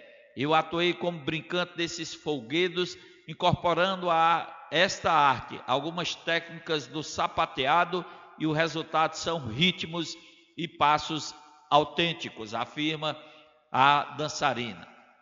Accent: Juazeiro do Norte, Ceará, Brazil; nasci e me criei em Juazeiro do Norte.

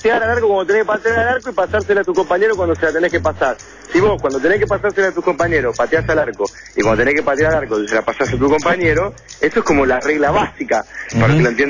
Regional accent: Haedo, Buenos Aires Province, Argentina; Yo me crié en el oeste, en Aedo, y enfrente de mi casa había un potrero.

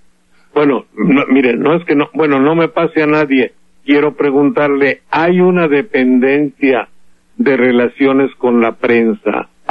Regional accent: Veracruz, Mexico; Lo siento porque es mi tierra.

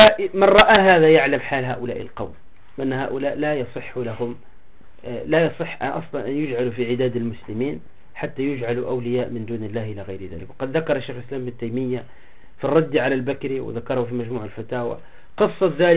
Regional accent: Tunisia; ولهذا أنا إذا رأيت عدد القبور عندنا في تونس

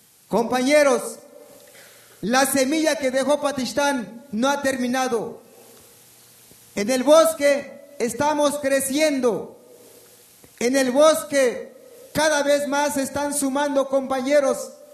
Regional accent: Chiapas, Mexico; first language Tzotzil; Spanish is a second language; quiero traducir un poco en mi lengua materna, que es la lengua tzotzil.

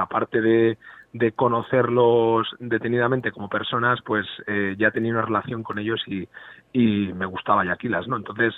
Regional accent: Tarragona, Catalonia, Spain; Claro, porque vivimos en diferentes ciudades. Claro, yo soy de Tarragona y la banda es de Castellón.

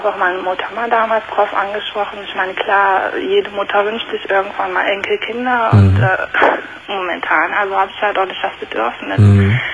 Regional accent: Germany; sie ist Türkin und ich bin Deutsche

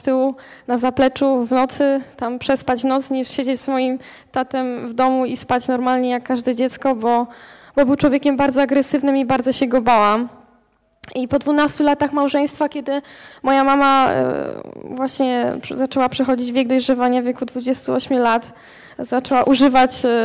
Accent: Strzelce Opolskie, Opole Voivodeship, Poland; Ja pochodzę też ze Strzelec Opolskich, taka mała miejscowość, gdzie są dwa zakłady karne i dwie żabki, więc ciężki klimat generalnie tam jest, dużo patologii.

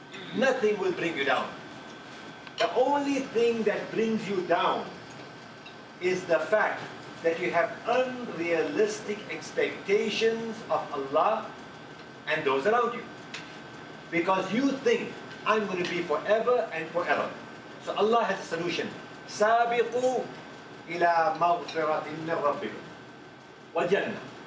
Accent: South Africa; I'm from South Africa and I've seen it there

